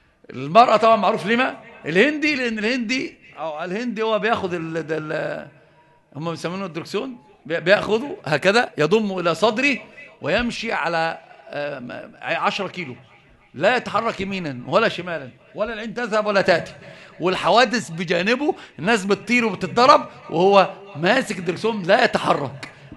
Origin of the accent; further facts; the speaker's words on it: Egypt; أنت مصري؟ اه نعم.